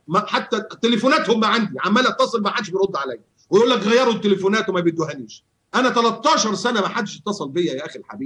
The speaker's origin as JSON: {"language": "Arabic", "country": "Egypt", "also_born_or_lived": "United States / Bahrain / Yemen", "moved": "yes", "lives_now": "Qatar", "said": "أنا كنت مشرد، مشرد من ساعة ما طلعت من مصر وعشت في أمريكا 4 سنين ورجعت في البحرين 3 سنين"}